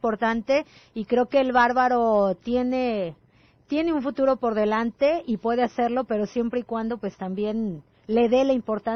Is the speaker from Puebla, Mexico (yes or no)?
no; Guadalajara, Jalisco, Mexico; Desafortunadamente para nosotros como tapatíos y demás